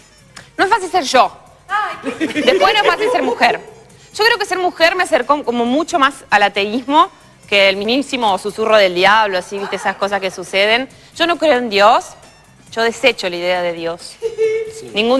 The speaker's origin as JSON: {"language": "Spanish", "town": "Frías", "region": "Santiago del Estero", "country": "Argentina", "tie": "born there", "said": "Yo nací en Frías, en Santiago del Estero, por accidente."}